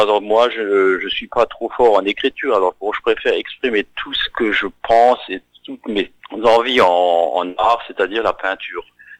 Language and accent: French; Stiring-Wendel, Grand Est, France; à Styrin-Vandel, là d'où je viens, en Moselle, dans le 57.